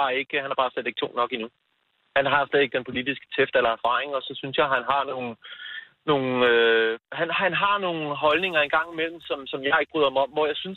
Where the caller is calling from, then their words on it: Hillerød, Capital Region of Denmark, Denmark; Hillerød.